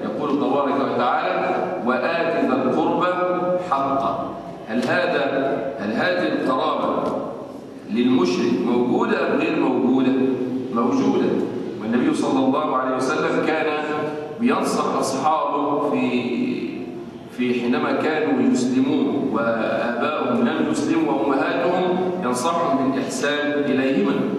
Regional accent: Damietta, Damietta Governorate, Egypt; يعني واحد مثلا عندنا في دمياط عنده مصنع موبيليات

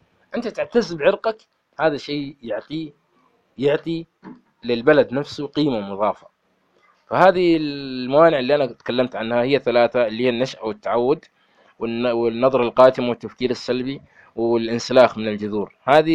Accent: Riyadh, Riyadh Province, Saudi Arabia; يعني أنا ولدت في الرياض، درست في مدارس الرياض، أصحابي كلهم كانوا بيض، ولكن بعضهم كانوا يعيرون إني أنا أسود، يعيرون إني أنا شعري ملتف، يعيرون إني تكروني

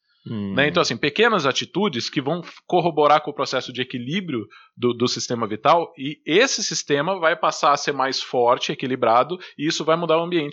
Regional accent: São José dos Campos, São Paulo, Brazil; Vocês que não são de São José estão ouvindo eu falar torto, né? Porque nós somos de São José dos Campos

